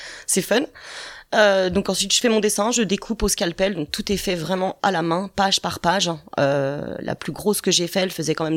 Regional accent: Saint-Étienne-lès-Remiremont, Grand Est, France; also born or lived in Paris; Je suis de Saint-Étienne-lès-Miremont à la base. Je suis partie pendant une quinzaine d'années à Paris. Et comme on dit, j'ai fait un retour aux sources. Donc de retour sur Miremont depuis 4 ans.

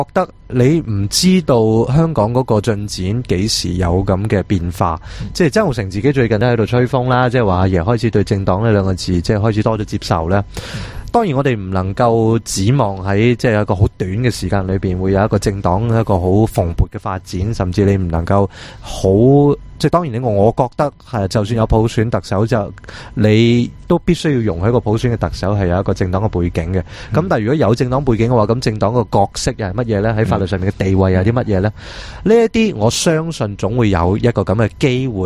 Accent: Toronto, Ontario, Canada; 我细个我喺加拿大大嘅，即系我喺

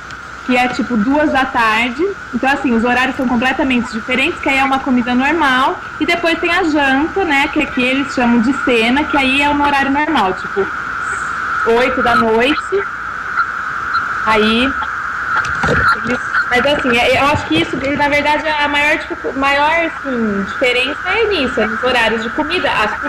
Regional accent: Ribeirão Preto, São Paulo, Brazil; now in São Paulo, Brazil; Não, eu sou de Ribeirão Preto, né?

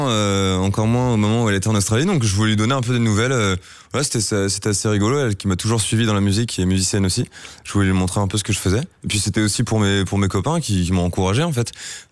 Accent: Crouy-sur-Ourcq, Île-de-France, France; Je viens de Crouy-sur-Ourcq, un petit village de Seine-et-Marne, tout à l'est de Paris.

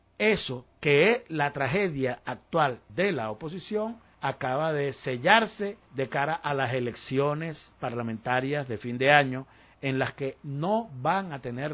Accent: Venezuela; que somos idiotas los venezolanos

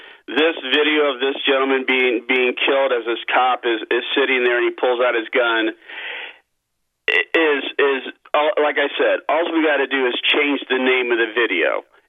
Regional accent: Chicago, Illinois, United States; and I grew up in Chicago. I was born in Chicago and then moved to California. So I've got the best of both worlds

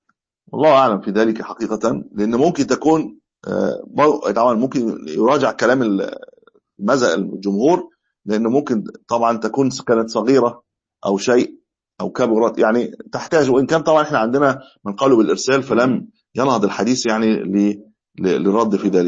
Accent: Egypt; يعني مش ولو رجعوا حاليا في عندنا في مصر مش هيبطل

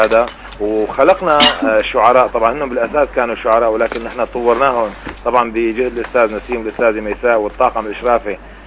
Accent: Syria; أول ما بدأت الحرب الظالمة على بلدنا سوريا

